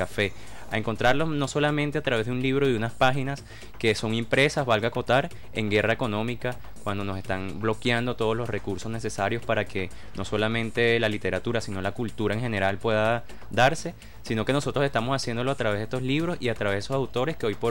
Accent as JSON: {"language": "Spanish", "country": "Venezuela", "said": "como venezolanos y venezolanas"}